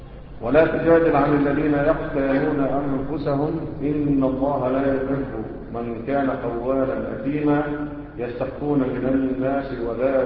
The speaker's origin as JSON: {"language": "Arabic", "country": "Egypt", "said": "احنا كمصريين بتعمل ايه؟"}